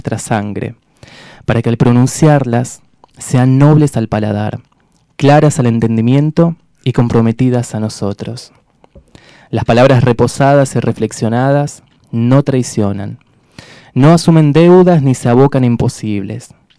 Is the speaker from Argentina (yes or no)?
yes; Rafael Calzada, Buenos Aires Province, Argentina; hago un largo trayecto para llegar hasta acá, casi 2 horas de viaje, soy de Rafael Calzada, cerca de Solano